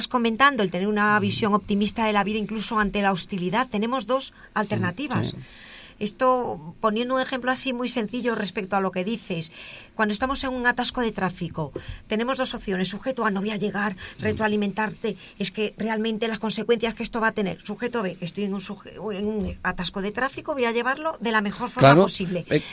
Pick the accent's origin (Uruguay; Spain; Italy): Spain; Galicia; now in Madrid, Spain; Yo vivo en Madrid, pero soy gallega.